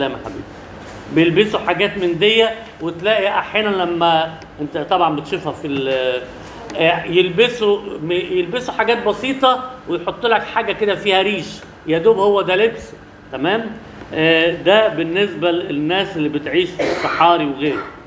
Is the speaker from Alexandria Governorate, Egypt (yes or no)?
yes; Alexandria, Alexandria Governorate, Egypt; ودي عندنا في اسكندريه في حته اسمها عزبه الصيادين